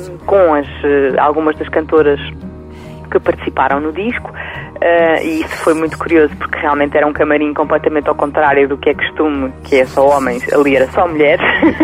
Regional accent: Portugal; pois, mas eu sou portuguesa, não sou espanhola

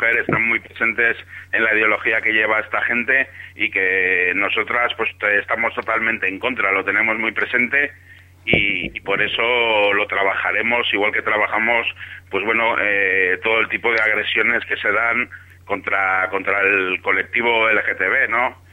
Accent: Bilbao, Basque Country, Spain; Somos de Bilbao, estamos acostumbrados al agua

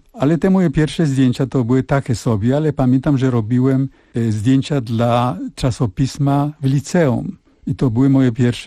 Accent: Żyrardów, Masovian Voivodeship, Poland; born there; A ja się urodziłem na stole, na gazetach, a mój ojciec musiał szukać akuszerkę i miał karabin ze sobą, ponieważ jeszcze trochę tych Niemców było w Żyrardowie

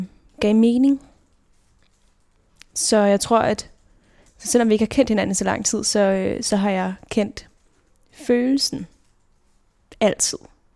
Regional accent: Roskilde, Zealand, Denmark; jeg er født og opvokset i Roskilde.

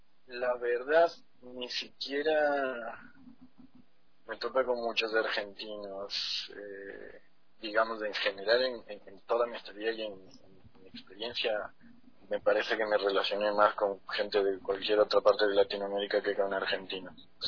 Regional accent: Ecuador; nosotros como ecuatorianos no nos llega esa información

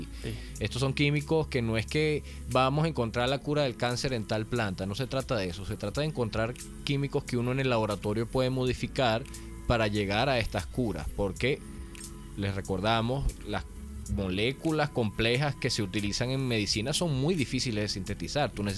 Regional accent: Venezuela; nosotros como venezolanos nos interesa mucho que el tema de las energías alternativas eche para adelante

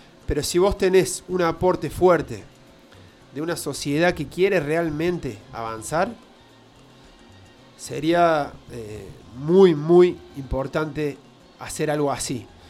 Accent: Argentina; estamos hablando de que somos argentinos

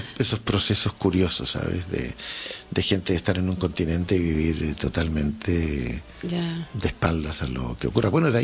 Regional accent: Chile; yo como chileno y uno de cualquier otro sitio de Sudamérica, pues mira, somos sudamericanos

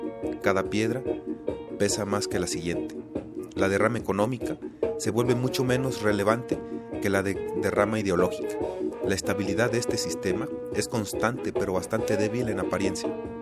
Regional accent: Mexico; Por lo tanto, cree que soy un violador porque soy mexicano.

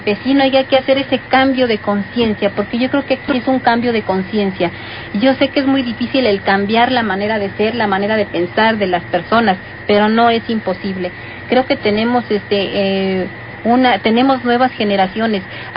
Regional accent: Santa Rosa y Luisache, Mexico; soy del ejido de Santa Rosa y Luisache, de allá del llano.

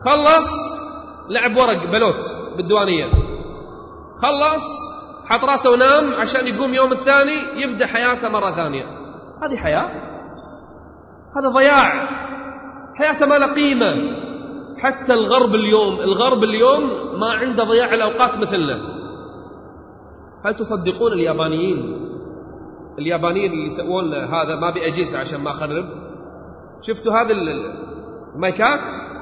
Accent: Kuwait; احنا عندنا في الكويت الحين حملة

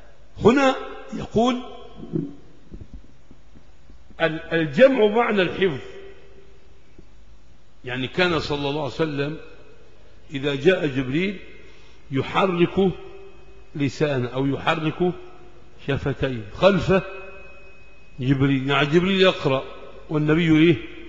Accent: Egypt; عندنا في مصر

